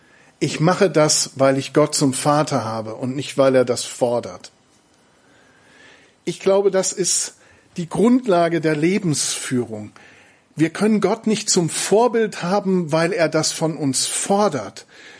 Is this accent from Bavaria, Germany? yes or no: no; North Rhine-Westphalia, Germany; Ich komme ja, wie gesagt, aus dem Siegerland